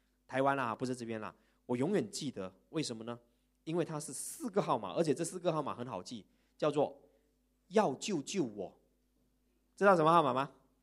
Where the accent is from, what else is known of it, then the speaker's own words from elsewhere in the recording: Malaysia; 我们马来西亚人每次都给人家讲什么？